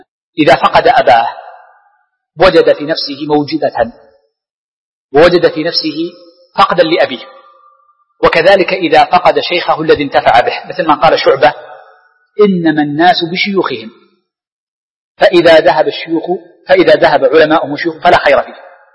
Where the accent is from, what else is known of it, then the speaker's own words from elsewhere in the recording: Riyadh, Riyadh Province, Saudi Arabia; وكان الشيخ بن باز باعتبار أشهر المشايخ عندنا في الرياض